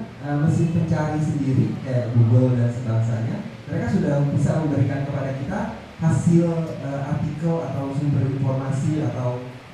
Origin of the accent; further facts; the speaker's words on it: Belgium; saya orang Belgia, dan saya tiap hari menulis dan berbicara dengan bahasa Inggris.